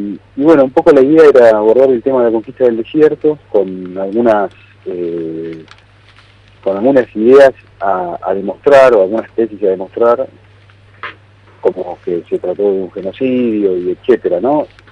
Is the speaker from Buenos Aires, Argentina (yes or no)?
yes; Buenos Aires, Argentina; Yo soy porteño.